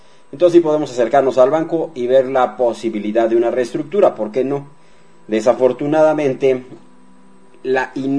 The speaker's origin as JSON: {"language": "Spanish", "country": "Mexico", "said": "Esa es la realidad, así somos los mexicanos."}